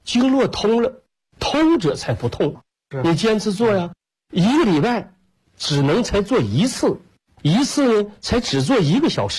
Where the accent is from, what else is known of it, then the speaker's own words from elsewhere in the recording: Shandong, China; now in Northeast China; 就搁山东，我说我是搁山东，我老家是山东人，我们也是下关东来到东北的